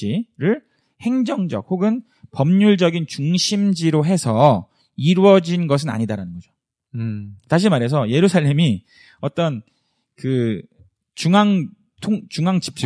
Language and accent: Korean; South Korea; now in United States; 우리끼리 한국 사람들끼리 미국에서 똘똘 뭉치면